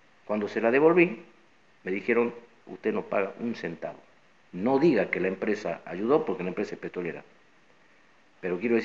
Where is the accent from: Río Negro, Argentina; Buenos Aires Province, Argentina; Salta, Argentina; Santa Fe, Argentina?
Salta, Argentina; Tartagal; la única facultad de ingeniería de perforación está en mi pueblo, en Tartagal